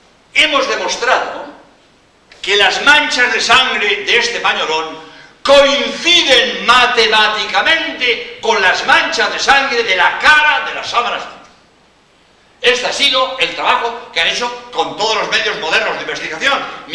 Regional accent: Barcelona, Catalonia, Spain; born there; now in Cádiz, Spain; yo nací en Barcelona, pero llevo, pues en Cádiz llevo 36 años, ¿no? Y bien, en Andalucía, como jesuita, soy andaluz.

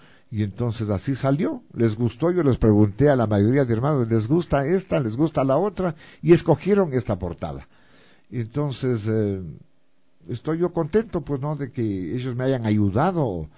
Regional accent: Latacunga, Cotopaxi, Ecuador; now in Quito, Ecuador; De Latacunga. Yo soy oriundo de Latacunga. Mi papá es oriundo de Cuenca por Cordero. Se vino de Cuenca a estudiar por la provincia de Cotopaxi, se enamoró de mi mamá y se quedó para siempre por ahí. Entonces nacimos nosotros

